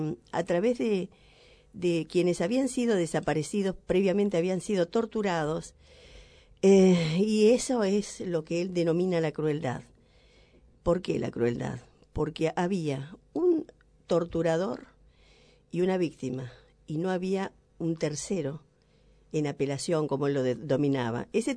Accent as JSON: {"language": "Spanish", "country": "Argentina", "said": "¿Somos quejosos los argentinos? ¿Nos quejamos constantemente?"}